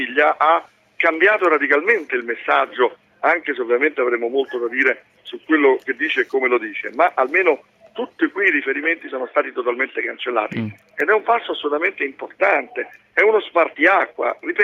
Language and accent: Italian; Rome, Lazio, Italy; Io sono molto preoccupato, attenzione, da romano, da italiano, da europeo.